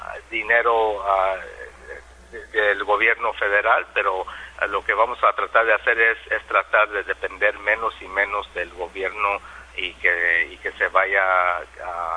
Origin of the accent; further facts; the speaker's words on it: California, United States; born there; yo nomás nací en Estados Unidos por circunstancias de que mis papás eran campesinos que trabajaban en los campos de California, y nací en el verano